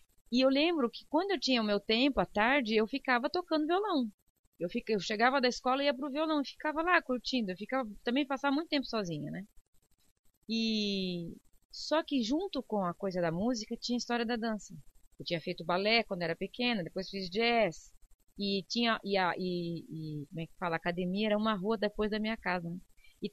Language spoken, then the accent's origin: Portuguese; Joinville, Santa Catarina, Brazil; Então, eu nasci em Joinville, né? Sou da Avenida Cuba